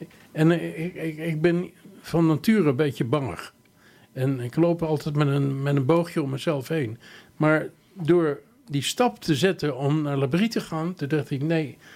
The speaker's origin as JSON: {"language": "Dutch", "town": "Laren", "region": "North Holland", "country": "Netherlands", "tie": "born there", "moved": "as an adult", "lives_now": "Amsterdam, Netherlands", "said": "Ik ben in de zomer van 1966 teruggekomen uit Zwitserland, uit Basel. Ik wilde niet meer in Laren, mijn geboortedorp, wonen, maar ik koos voor Amsterdam."}